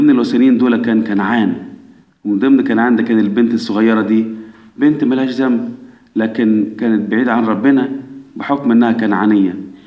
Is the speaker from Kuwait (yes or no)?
no; Egypt; احنا كمصريين اولاد مين من احفاد نوح؟ اولاد مصرايم.